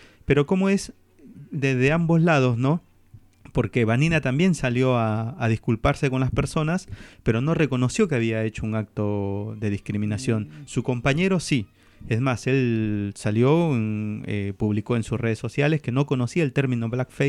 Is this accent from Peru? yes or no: yes; Peru; nosotros como comunidad peruana